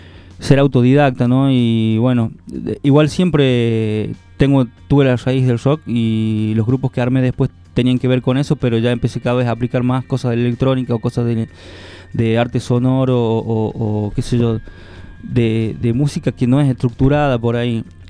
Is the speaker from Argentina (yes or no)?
yes; Chilecito, La Rioja, Argentina; En Chilecito, yo soy de Chilecito.